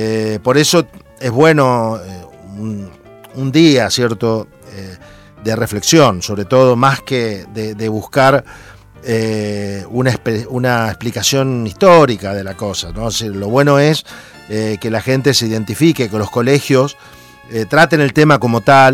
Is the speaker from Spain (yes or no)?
no; Santa Fe, Argentina; Por la zona que yo vengo de Argentina, que es la zona de Santa Fe, una zona que está muy ligada a los indios Toba, ¿cierto? A los indios Mocovíes, a los indios Guaraníes